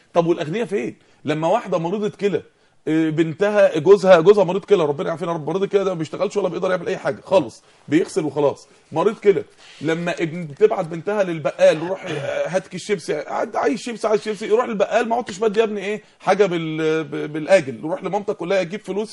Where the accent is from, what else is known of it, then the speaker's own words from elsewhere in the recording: Mansoura, Dakahlia, Egypt; الراجل اللي عندنا في المنصوره